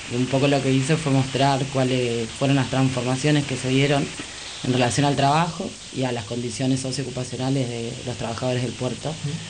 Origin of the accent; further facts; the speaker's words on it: Carapachay, Buenos Aires Province, Argentina; No, de Capital no. Soy del conurbano, soy de Carapachay.